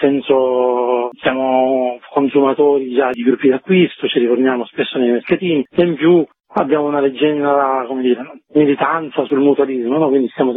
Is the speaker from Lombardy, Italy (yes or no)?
no; Sicily, Italy; now in Umbria, Italy; io sono siciliano ma vivo in Umbria ormai da diversi anni.